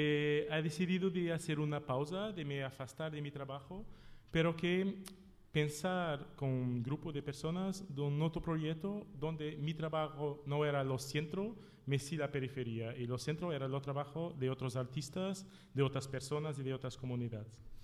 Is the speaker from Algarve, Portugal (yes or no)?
no; Minde, Santarém District, Portugal; Spanish is a second language; llegamos al centro en mi pueblo. En la realidad, los centros del festival es una pequeña, no es ciudad, ¿cómo se llama? Es un pueblo, sí, que tiene 4.000 habitantes. Es esta ciudad, Minde